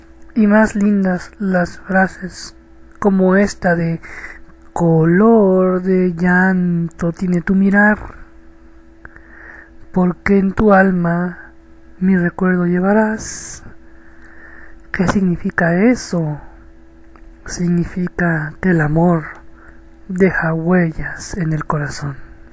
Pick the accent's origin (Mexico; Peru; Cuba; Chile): Mexico; de México.